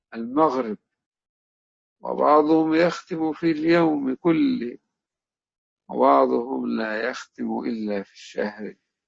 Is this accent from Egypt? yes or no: yes; Egypt; أنا أتذكر أيام أن كنا في معهد القراءات عندنا في مصر،